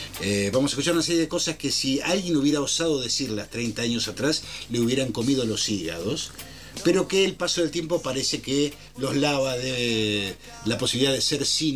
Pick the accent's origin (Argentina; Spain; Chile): Argentina; todavía no hemos podido resolver como argentinos